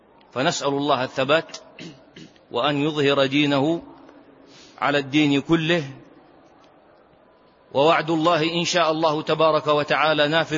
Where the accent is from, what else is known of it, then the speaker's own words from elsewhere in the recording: Saudi Arabia; عندنا في السعودية من جميع المناطق